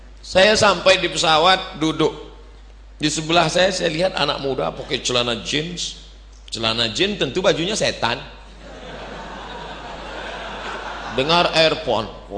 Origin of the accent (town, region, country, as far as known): Riau, Indonesia